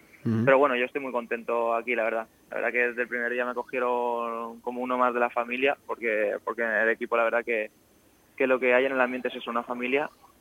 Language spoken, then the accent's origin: Spanish; Elche, Valencian Community, Spain; Es mi ciudad, es mi tierra y es mi equipo.